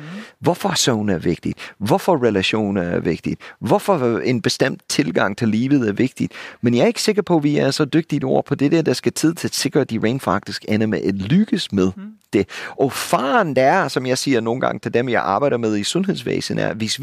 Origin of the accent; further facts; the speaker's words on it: United States; now in Denmark; for mig som amerikaner, jeg er boet i jeres kære land i halvdelen af mit liv nu, jeres tankstationer lignede ikke en amerikansk tankstation for 20 år siden.